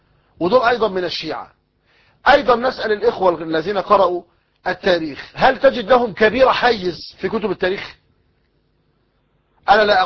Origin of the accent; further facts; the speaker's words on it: Egypt; المثل الدارج عندنا في مصر يقول لك غرق في شبر مية